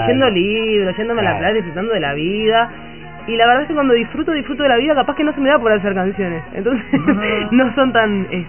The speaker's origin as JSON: {"language": "Spanish", "region": "Montevideo", "country": "Uruguay", "tie": "born or raised there", "said": "Soy súper montevideana. Y barrios pasé, nací en La Unión."}